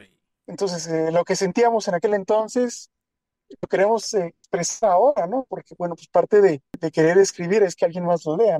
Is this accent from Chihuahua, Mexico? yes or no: yes; Chihuahua, Mexico; yo soy de Chihuahua, México, y acá cuando yo estaba en la secundaria, hace bastante tiempo, 97 por ahí